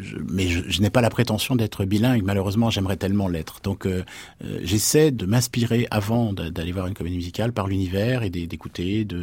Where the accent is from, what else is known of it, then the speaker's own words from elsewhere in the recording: Lyon, Auvergne-Rhône-Alpes, France; J'étais trop jeune. J'habitais en province. Je viens de la banlieue de Lyon.